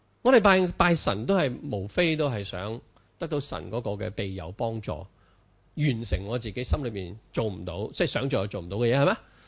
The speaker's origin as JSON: {"language": "Cantonese", "country": "China", "said": "我哋中國人好慣噶啦"}